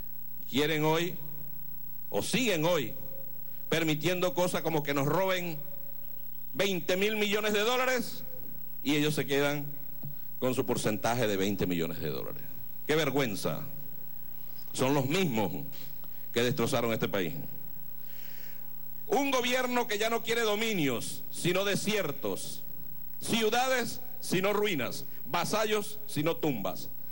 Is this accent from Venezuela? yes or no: yes; Venezuela